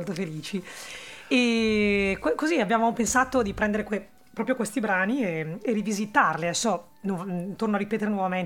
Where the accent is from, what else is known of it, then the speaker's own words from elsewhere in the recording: Brescia, Lombardy, Italy; accent: Brescian; Io sono lombarda e quindi, anzi, nemmeno lombarda, sono proprio bresciana, che forse è un aggravante in alcuni momenti, perché abbiamo questo accento molto forte, no?